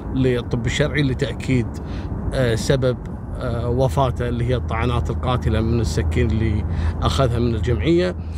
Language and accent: Arabic; Kuwait; يعني شفتوا مثل القصص هذه كانت عندنا في الكويت أمر مفزع